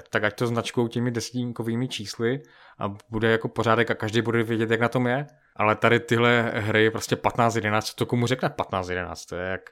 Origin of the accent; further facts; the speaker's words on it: Moravian-Silesian Region, Czechia; accent: Silesian; Ty tam nemáš ten slezský akcent, já jsem ze Slezska